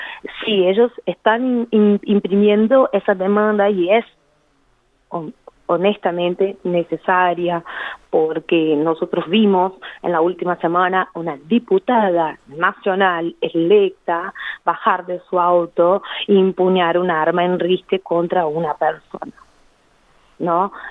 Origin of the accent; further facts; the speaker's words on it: Brazil; Spanish is a second language; Yo nunca había escuchado eso en 34 años de vida sentada en un bar en mi país.